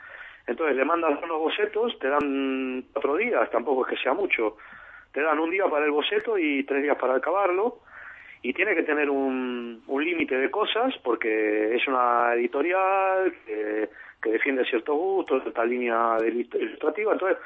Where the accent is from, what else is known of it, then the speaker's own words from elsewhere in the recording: Argentina; Es una cosa horrible, pero para mí es así, para casi todos los argentinos.